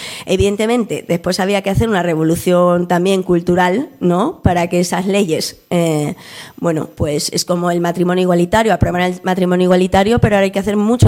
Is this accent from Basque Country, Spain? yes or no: no; Madrid, Community of Madrid, Spain; Yo vengo del barrio de Aluche y, bueno, barrio obrero, ¿no?, del sur de Madrid